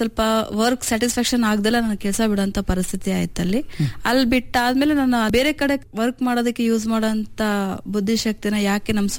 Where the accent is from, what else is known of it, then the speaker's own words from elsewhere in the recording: Chitradurga, Karnataka, India; ನಾನು ಹುಟ್ಟಿ ಬೆಳೆದೆಲ್ಲ ಇಲ್ಲೇ ನಮ್ದೊಂದು ಮಧ್ಯಮಸ್ಥ ಕುಟುಂಬ ನಮ್ಮದು ನನ್ನ ಓದೆಲ್ಲ ಇಲ್ಲೇ ಸೆಂಟ್ ಜೋಸೆಫ್ ಕಾನ್ವೆಂಟ್ ಅಲ್ಲಿ ನಾನು ಎಲ್ ಕೆ ಜಿಯಿಂದ ಹಿಡಿದು ಟೆಂತ್ ವರೆಗೂ ಮುಗಿಸಿರೋದು